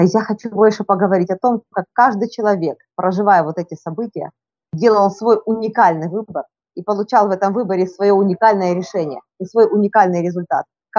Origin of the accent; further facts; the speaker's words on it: Donbas, Ukraine; И тем не менее я родом с Донбасса.